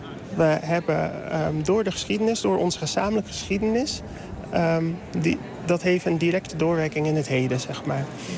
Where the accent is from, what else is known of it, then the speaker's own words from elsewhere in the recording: Dordrecht, South Holland, Netherlands; ik als Dordtenaar zijnde, Surinaamse Dordtenaar